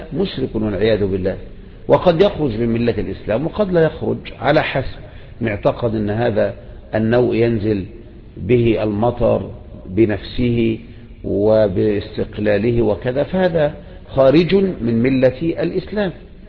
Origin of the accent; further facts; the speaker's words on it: Egypt; وبكرة جيت الكياك عندنا في مصر